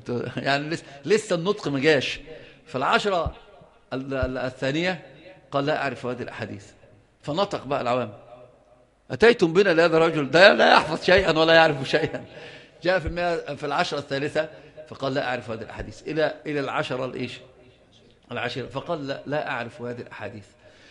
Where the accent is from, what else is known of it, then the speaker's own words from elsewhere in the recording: Yemen; هما زي ما بيقولوا عندنا في اليمن ليحفظوا بيأكلوا القاط